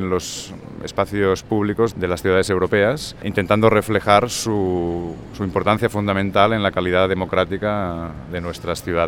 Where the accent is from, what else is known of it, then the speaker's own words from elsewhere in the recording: Barcelona, Catalonia, Spain; soy arquitecto de Barcelona.